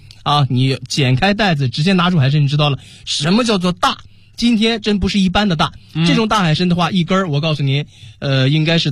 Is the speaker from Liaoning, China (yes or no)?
yes; Dalian, Liaoning, China; 今天是我的家乡辽宁大连的辽刺参给你带到